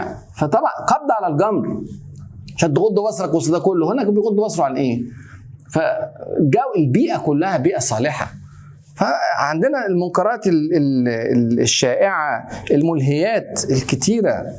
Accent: Egypt; زي ما كان يقول عندنا في مصر اتعشت

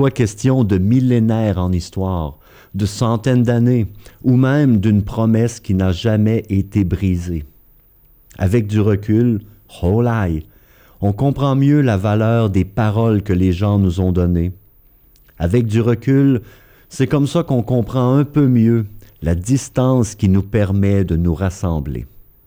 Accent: Quebec, Canada; accent: Québécois; déformée par mon accent québécois, bien sûr

